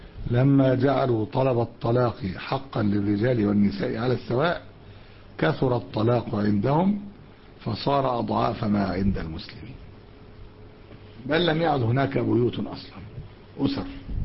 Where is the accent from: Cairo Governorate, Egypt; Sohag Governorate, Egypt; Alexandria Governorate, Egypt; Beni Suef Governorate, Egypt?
Alexandria Governorate, Egypt; Alexandria; حتى في بقايا عندنا في اسكندرية